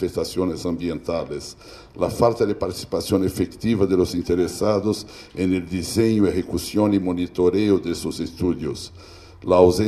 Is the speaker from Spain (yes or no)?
no; Brazil; Spanish is a second language; Yo soy un extranjero, vengo de Brasil, y no tengo la pretensión de venir acá a decir a los mexicanos lo que deben hacer con su país.